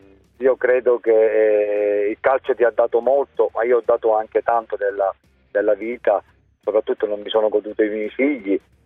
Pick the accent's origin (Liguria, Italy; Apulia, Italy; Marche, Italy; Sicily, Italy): Sicily, Italy; Palermo; essendo anche siciliano e palermitano, ovunque andavo la prima cosa che dicevano: mafioso.